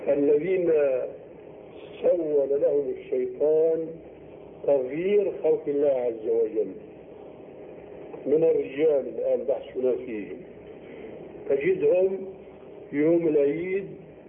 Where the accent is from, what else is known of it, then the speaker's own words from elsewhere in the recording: Syria; يسموه عندنا في الشام جنفيس،